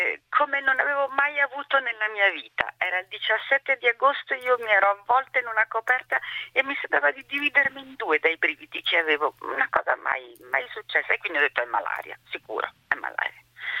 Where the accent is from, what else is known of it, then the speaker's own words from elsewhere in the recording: Burkina Faso; vengo dal Burkina Faso, è molto difficile che sia influenza.